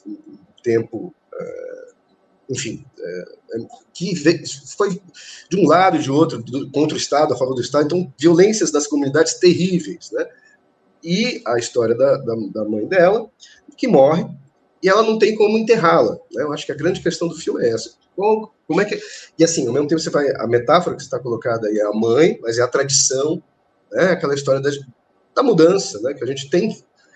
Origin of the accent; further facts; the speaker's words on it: Brazil; E eu, como brasileiro, já estava no inverno lá há muito tempo